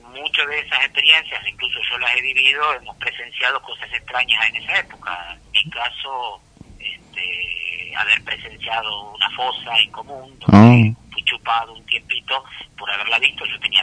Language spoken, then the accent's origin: Spanish; Moreno, Buenos Aires Province, Argentina; Son de Moreno, hay dos o tres actores que vienen de otro lado, pero la mayoría somos de Moreno.